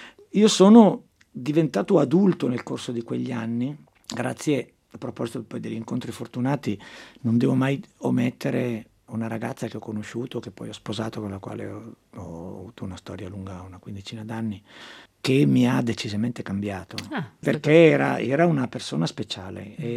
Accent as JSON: {"language": "Italian", "town": "Chiari", "region": "Lombardy", "country": "Italy", "moved": "as an adult", "lives_now": "Milan, Italy", "said": "Il mio polo è sempre stato a Milano. Io sono bresciano d'origine."}